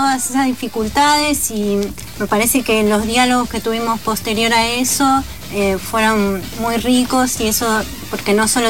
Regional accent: Pigüé, Buenos Aires Province, Argentina; born there; now in Buenos Aires, Argentina; Yo sí, de pueblo. Yo nací en Pihué, un pueblo cerca de Bahía Blanca, al sur de la provincia.

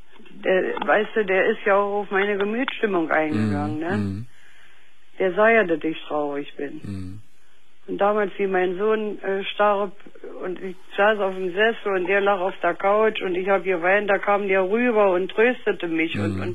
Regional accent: Berlin, Germany; Ich komme aus Berlin, ich habe einen Russeneinmarsch mitgemacht

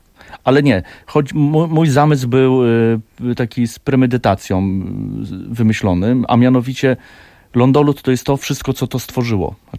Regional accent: Szczecinek, West Pomeranian Voivodeship, Poland; Ja pochodzę ze Szczecinka, czyli urodziłem się w Szczecinku i wychowywałem w tamtych terenach.

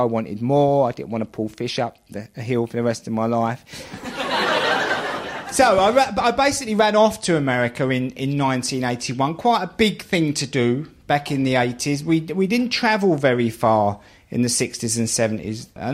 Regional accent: London, United Kingdom; We're going to be talking about how I grew up in the East End of London.

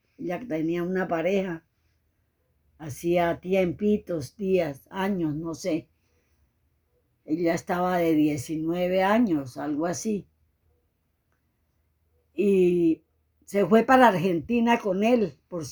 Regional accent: Venezuela; moved away as an adult; como yo salí en carrera de Venezuela por la situación que se presentó

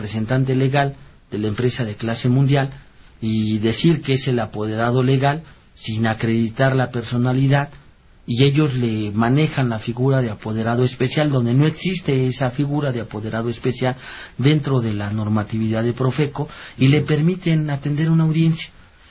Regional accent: Mexico; hay clases distintas entre nosotros como mexicanos, ¿no?

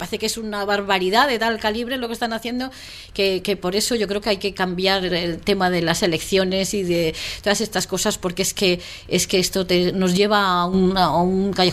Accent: Spain; casi que no sepan que soy española

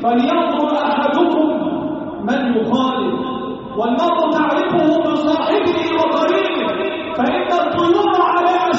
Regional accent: Egypt; اللهم احفظ بلدنا مصر وسائر بلاد

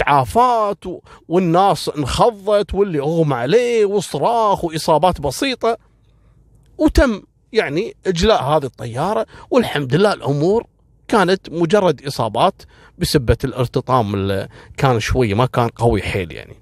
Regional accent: Kuwait; حصلت عندنا في الكويت تقريبا في عام 2003-2004

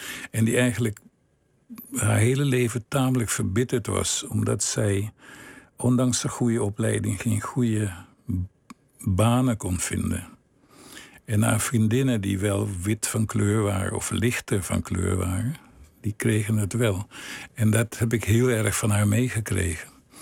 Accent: Willemstad, Curaçao; Ik vond het een hele goede jeugd. Ik groeide op in Willemstad. Dat is een fantastisch mooie stad. Oud koloniale stad.

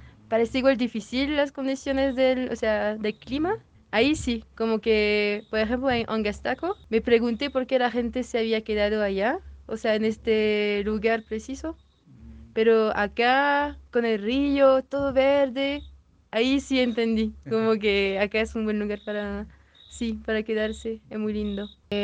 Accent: France; Spanish is a second language; Soy francesa, pero he vivido un rato en Valparaíso, 9 meses.

